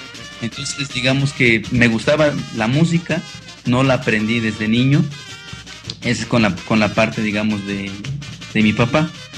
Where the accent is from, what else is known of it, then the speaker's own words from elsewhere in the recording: Guerrero, Mexico; Sí, yo soy originario de Guerrero. Mira, te cuento un poco sobre mi historia personal. Mi papá es de un pueblo que se llama Tototepec, municipio de Tlapa. Esa es meramente la región de la montaña. Los habitantes de esa población somos mixtecos, nasabis